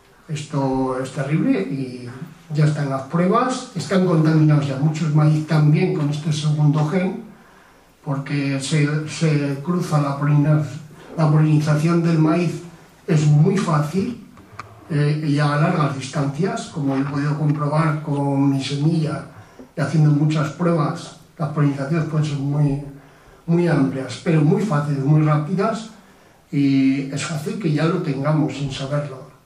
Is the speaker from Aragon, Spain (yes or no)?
yes; Tauste, Aragon, Spain; yo soy de Tauste, que es una zona que ha habido miles de hectáreas de maíz